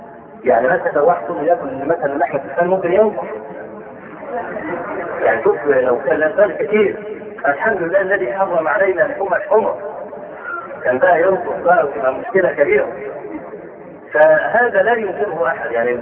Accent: Egypt; نشوف عندنا في مصر

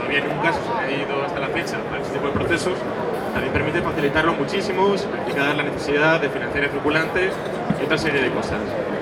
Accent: Asturias, Spain; que está en mi tierra, en Asturias

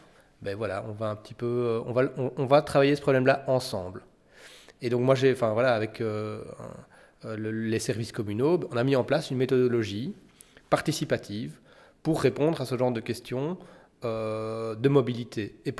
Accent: Lustin, Wallonia, Belgium; Moi, en particulier, je viens de Lustin. Lustin, c'est un village qui dort jamais, quoi

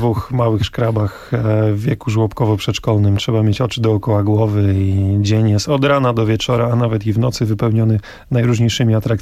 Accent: Olsztyn, Warmian-Masurian Voivodeship, Poland; Jestem z Olsztyna, pochodzę z Warmii.

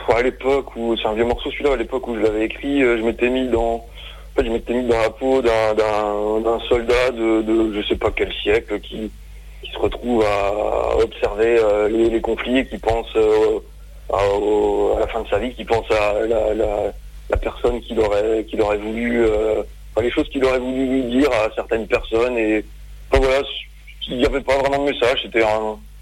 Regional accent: Colmar, Grand Est, France; je suis de Colmar, il y avait une émission de radio à Colmar

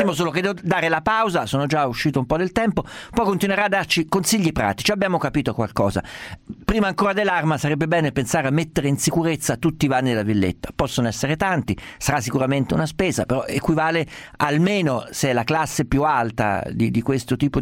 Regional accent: Perugia, Umbria, Italy; io sono di Perugia, sono nato.

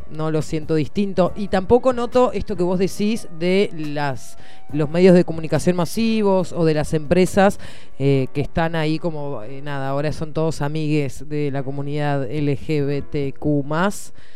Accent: Bahía Blanca, Buenos Aires Province, Argentina; Yo soy de Bahía Blanca.

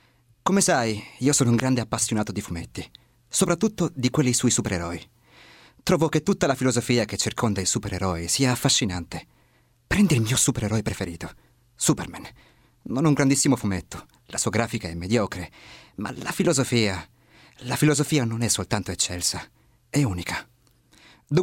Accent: Sangano, Piedmont, Italy; Vengo da Sangano in provincia di Torino.

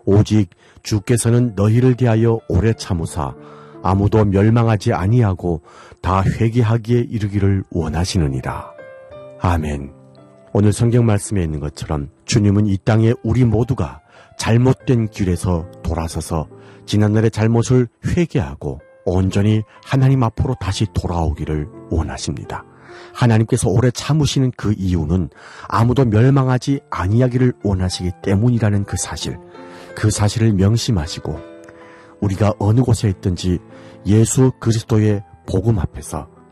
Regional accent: North Korea; now in Seoul, South Korea; 여기는 대한민국 서울입니다. 오늘 방송 마치겠습니다. 지금까지 진행해

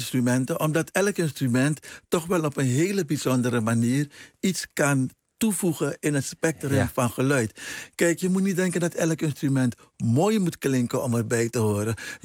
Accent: Paramaribo, Suriname; Maar in mijn jeugd in Paramaribo, dat was één gezellige boel.

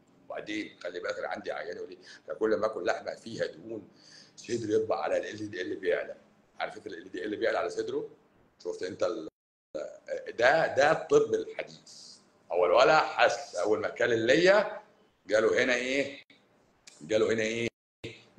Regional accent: Cairo, Cairo Governorate, Egypt; بس انا مش اسكندراني، انا قهرواني، انا من القاهره، انا من القاهره، يعني ما بين الجيزه والقاهره

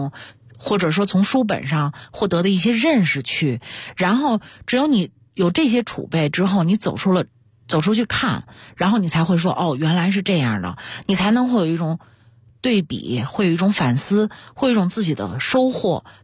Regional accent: China; 我觉得就是我们中国人说的读万卷书行万里路真的特别重要

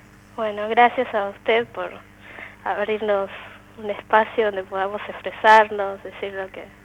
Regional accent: Paraguay; yo soy de Paraguay. Y me animé a hablar en hablarles en guaraní

